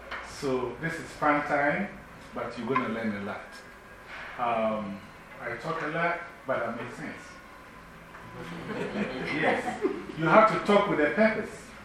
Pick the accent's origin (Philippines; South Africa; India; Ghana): Ghana; now in New York, United States; I'm from New York by way of Ghana, West Africa.